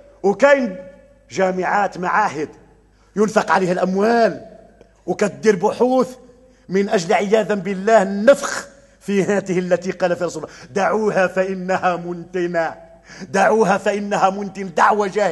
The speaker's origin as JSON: {"language": "Arabic", "town": "Beni Snassen", "region": "Oriental", "country": "Morocco", "said": "أنا أمازيغي، أنا من بني زناسن، أبا كان يتكلم الشلحة"}